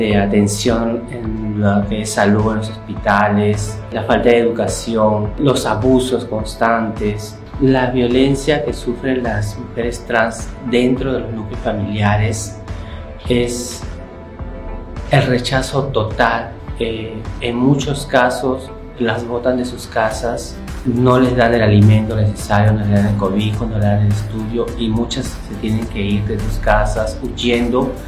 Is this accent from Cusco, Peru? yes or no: no; Pueblo Libre, Lima, Peru; vengo de Pueblo Libre, acá en el Distrito de Lima.